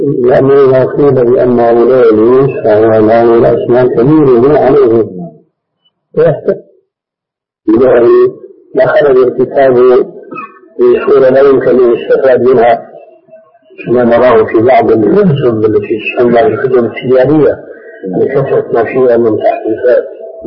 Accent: Egypt; عندنا في مصر. هذا في مصر.

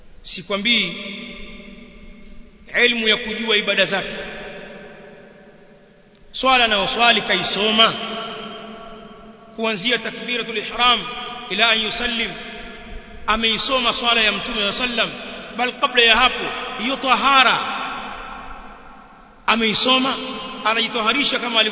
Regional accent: Tanga, Tanga Region, Tanzania; Baadhi ya misikiti kama kule kwetu Tanga

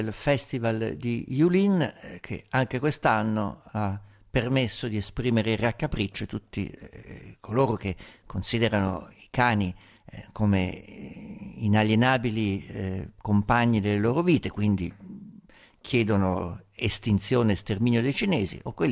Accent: Umbria, Italy; Ma io vengo dall'Umbria, sai quanti maiali ho visto ammazzare

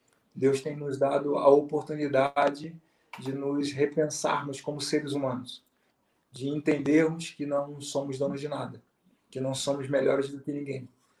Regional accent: Portugal; se nós voltarmos como seres humanos, como portugueses, se nós voltarmos a como éramos antes

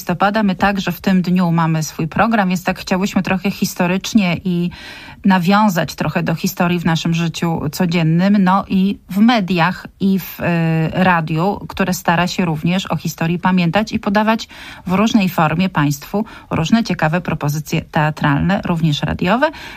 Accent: Łódź, Łódź Voivodeship, Poland; zaczniemy od mojego rodzinnego miasta, od Łodzi

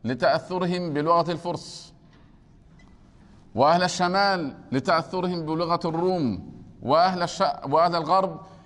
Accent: Egypt; أنا من مصر

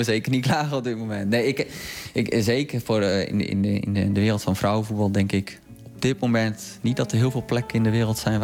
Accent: Netherlands; Ik denk dat wij als Nederlanders hebben een hele mooie voetbalcultuur.

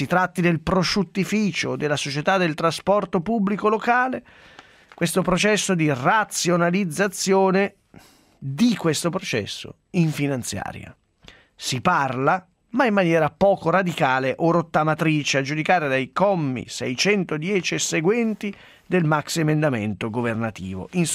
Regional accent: Sesto San Giovanni, Lombardy, Italy; born there; sono nato a Sesto San Giovanni

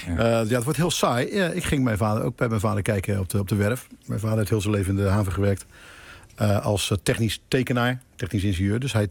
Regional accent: Schiedam, South Holland, Netherlands; Ik ben Schiedammer, dat is echt de trots van Schiedam.

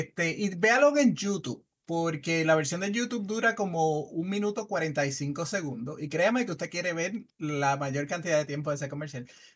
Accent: Puerto Rico; Nosotros somos los únicos puertorriqueños.

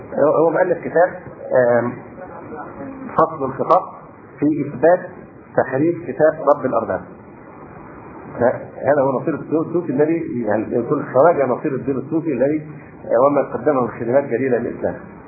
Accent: Egypt; فموضوع أن المصريين هم مش بيعزونا عشان إحنا مصريين

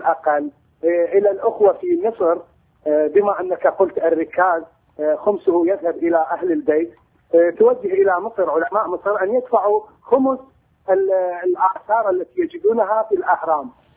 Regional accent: Iraq; نحن عندنا في العراق أزمة ثقة بين الحكومة

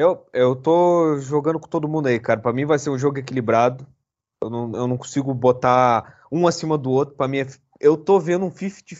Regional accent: Brazil; Eu sou brasileiro.

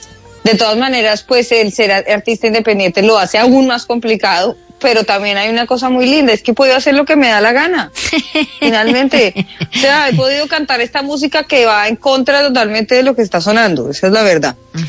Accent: Bogotá, Colombia; que soy lo más bogotano que hay en la vida, más que un ajiaco

